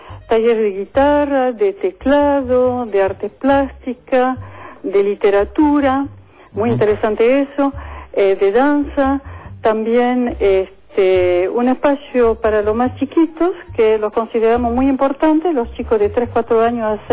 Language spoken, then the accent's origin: Spanish; France; Spanish is a second language; now in Argentina; Yo soy francesa.